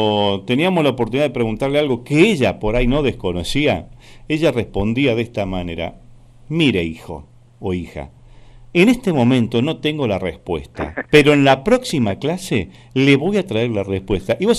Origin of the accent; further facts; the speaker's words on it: Buenos Aires, Argentina; born there; Pero yo soy nacido en la capital y he vivido en la provincia de Buenos Aires, sí, señor.